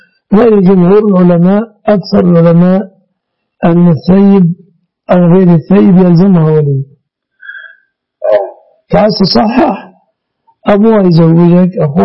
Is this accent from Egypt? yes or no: yes; Egypt; يعني مثلا عندنا في مصر